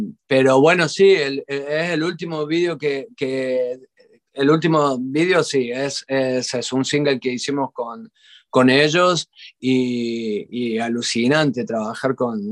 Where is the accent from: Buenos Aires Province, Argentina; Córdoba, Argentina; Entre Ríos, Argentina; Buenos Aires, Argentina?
Córdoba, Argentina; now in Spain; de Argentina, de Córdoba, Argentina, de donde soy.